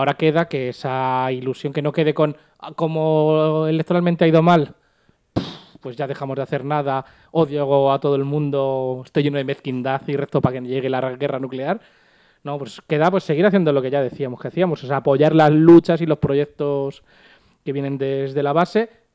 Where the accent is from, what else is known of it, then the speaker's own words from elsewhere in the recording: Madrid, Community of Madrid, Spain; Si nos agota nosotros siendo madrileños, siendo los directamente afectados